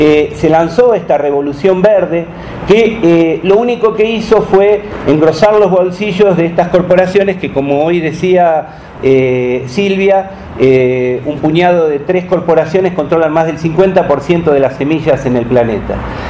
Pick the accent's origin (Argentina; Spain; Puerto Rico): Argentina; Marcos Paz, Buenos Aires Province; vengo de Marcos Paz, en la provincia de Buenos Aires, Argentina, en plena zona de cultivo de la soya